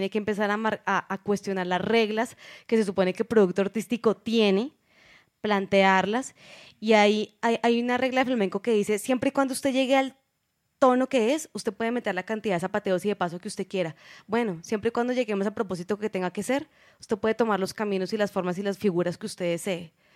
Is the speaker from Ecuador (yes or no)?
no; Colombia; yo como colombiana eligiendo un baile del colonizador español, también fue una cosa... Yo vengo de una familia muy mamerta, muy izquierda